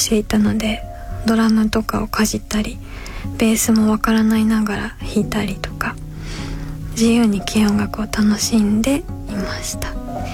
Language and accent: Japanese; Kyoto, Japan; そして京都出身で ですね。父親が京都の人で母親は東京の人です。子供の頃からカトリックの学校に行って、